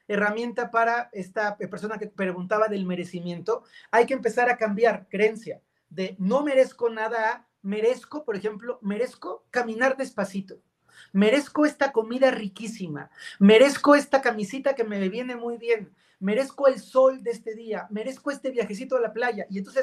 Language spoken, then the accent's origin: Spanish; Mexico; yo soy latino, soy mexicano, en muchos países de América Latina, nuestros ancestros fueron campesinos que la pasaron dura